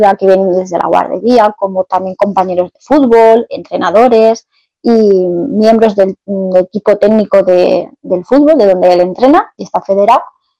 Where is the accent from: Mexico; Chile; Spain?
Spain; Valencian Community; soy una escritora valenciana a la que le encanta juntar letras para crear historias.